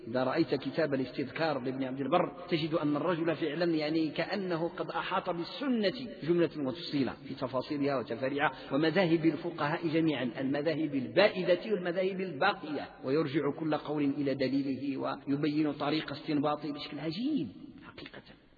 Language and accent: Arabic; Morocco; المذهب المالكي عندنا بالمغرب